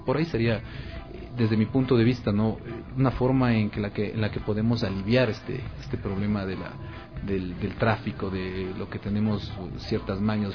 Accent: Ecuador; Y justamente como buen ecuatoriano, yo llegaba a la esquina

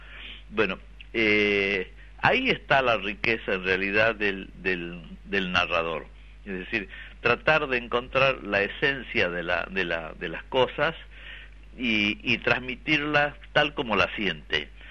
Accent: Yala, Jujuy, Argentina; born there; es un lugar donde yo nací, es un lugar que conozco yo piedra por piedra

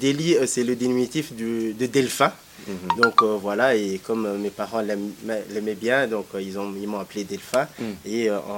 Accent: DR Congo; l'argent reste dans notre circuit à nous en tant que Congolais

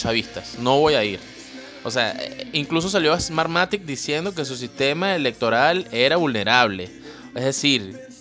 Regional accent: Venezuela; no por eso soy menos venezolano que tú

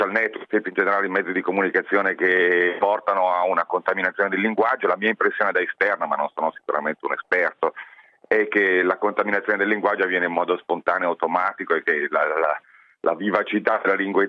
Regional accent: Milan, Lombardy, Italy; io sono expottendista, da milanese, per quanto fuori sede ormai.

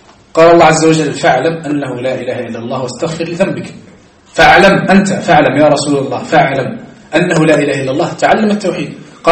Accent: Algeria; لكن احنا عندنا في الجزائر

